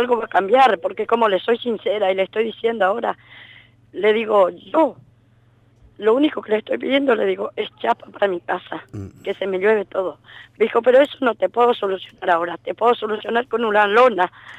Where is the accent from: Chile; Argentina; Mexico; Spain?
Argentina; Misiones; moved away; 2 años que vine de Misiones. Me hice los papeles, cambio de domicilio.